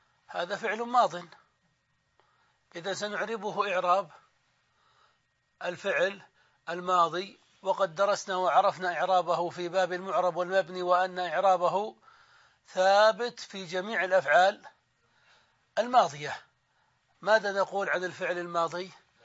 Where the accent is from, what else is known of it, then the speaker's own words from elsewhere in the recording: Saudi Arabia; نحن عندنا في السعودية نسميه العمدة